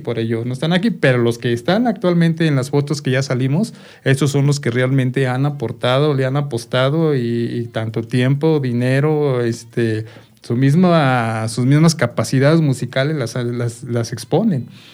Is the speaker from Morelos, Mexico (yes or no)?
no; Tepetlixpa, State of Mexico, Mexico; yo soy de Tepetlixpa, la mitad de los integrantes somos de Tepetlixpa.